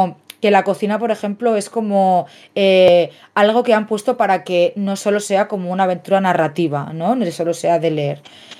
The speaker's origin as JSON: {"language": "Spanish", "region": "Catalonia", "country": "Spain", "tie": "born there", "said": "Yo, por ejemplo, he nacido en Cataluña y no me siento una persona catalana, wow, barretina, wow, castellers, porque mi familia es de Murcia"}